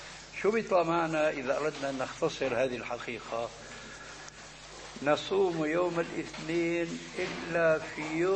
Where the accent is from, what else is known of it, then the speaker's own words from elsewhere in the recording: Syria; بس بدنا كما يقولون عندنا في الشام بدنا نسطح